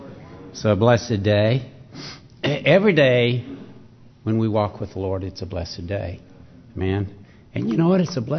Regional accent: Arkansas, United States; He wants us to just take a gander, if you please, is the way that I grew up hearing it in Arkansas.

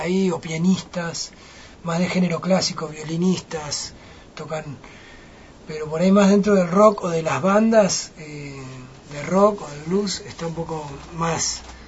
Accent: Argentina; Somos privilegiados los argentinos con la música que tenemos.

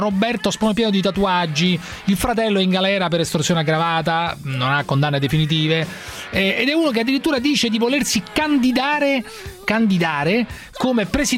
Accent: Rome, Lazio, Italy; now in Milan, Italy; io sto a Milano, so di Roma

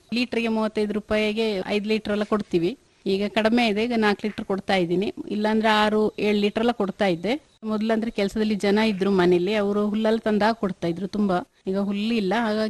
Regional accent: Neerkolli, Karnataka, India; ಮೊದಲಿದ್ದು ನೀರ್ಕೊಲ್ಲಿ, ಅಲ್ಲಿಂದ ಅಲ್ಲಿ ನಾವು ಪ್ರಾಪರ್ಟಿ ಸೇಲ್ ಮಾಡಿ ಮತ್ತೆ ನನ್ನ ಮದುವೆ ಆದ ಮೇಲೆ ನನ್ನ ಮಗಳು ಹುಟ್ಟಿದ ಮೇಲೆ ಬಿಳಿಗೇರಿ ಬಂದು ತಗೊಂಡಿದ್ದವರು

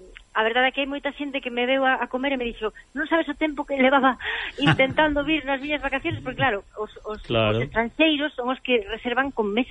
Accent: Galicia, Spain; Para min, o maior orgullo que teño como cociñeira, como galega

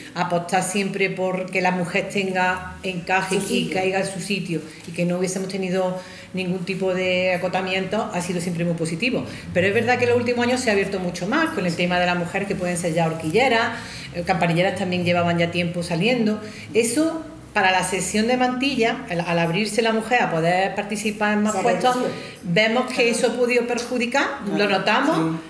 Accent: Archidona, Andalusia, Spain; me gusta mucho hablar de la Semana Santa de mi pueblo

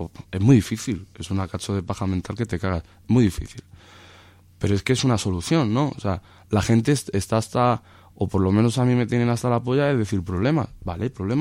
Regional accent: Toledo, Castilla-La Mancha, Spain; Y tú como toledano, al igual que yo

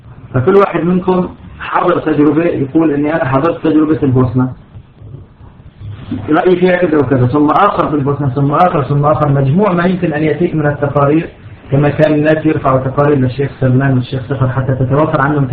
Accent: Syria; سبق عندنا في سوريا أن النظام مستعد على المجازر

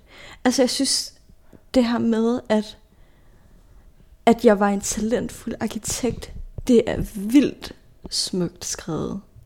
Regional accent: Odense, Region of Southern Denmark, Denmark; Jeg voksede op i Odense, med mit hjerte tilhørte København.

